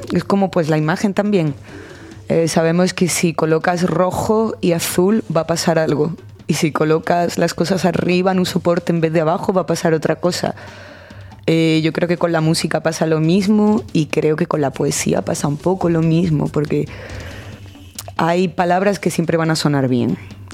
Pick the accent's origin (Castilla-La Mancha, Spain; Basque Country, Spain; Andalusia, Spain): Andalusia, Spain; Alcalá de Guadaíra; después de vivir en Pino Montano un tiempo, el principio del instituto lo hice en un pueblo que se llama Alcalá de Guadaíra, que es donde me he criado prácticamente y es de donde viene mi forma de hablar probablemente también.